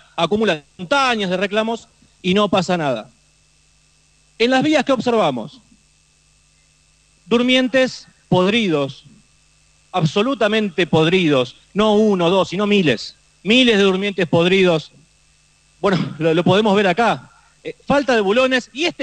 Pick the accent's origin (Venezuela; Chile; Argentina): Argentina; Lomas de Zamora, Buenos Aires Province; Yo soy de Lomas de Zamora.